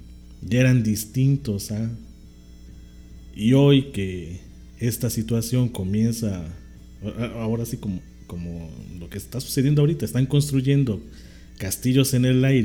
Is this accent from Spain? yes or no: no; Mexico; pues de nosotros como mexicanos